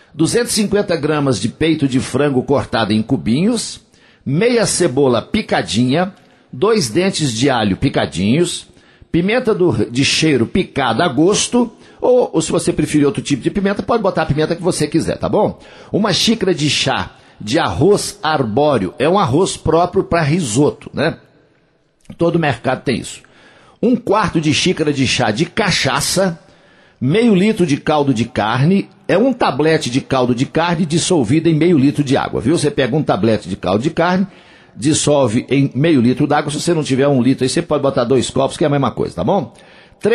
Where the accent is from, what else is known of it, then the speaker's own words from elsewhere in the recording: Coromandel, Minas Gerais, Brazil; lá na minha terra, lá em Coromandel, no Parque de Exposições Antônio Dagger.